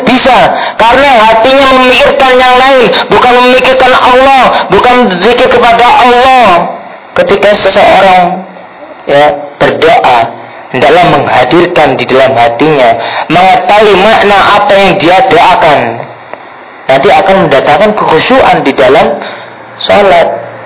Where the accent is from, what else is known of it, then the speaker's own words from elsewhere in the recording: Surabaya, East Java, Indonesia; Ya, kalau saya aslinya Surabaya, kalau di Surabaya itu ada namanya Kampung Bali, itu khusus.